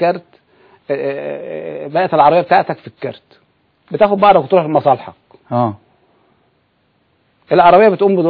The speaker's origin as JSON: {"language": "Arabic", "country": "Egypt", "said": "أزمة المواصلات والجراشات اللي موجودة عندنا في مصر."}